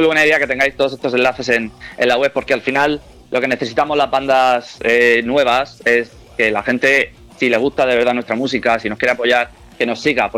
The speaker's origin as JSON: {"language": "Spanish", "region": "Valencian Community", "country": "Spain", "said": "Bueno, nosotros somos de la Vega Baja del Segura, o sea que aquí lo vamos a escuchar de mil maneras diferentes."}